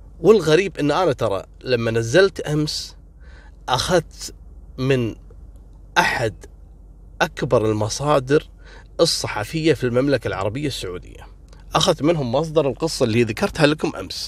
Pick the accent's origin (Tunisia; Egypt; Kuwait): Kuwait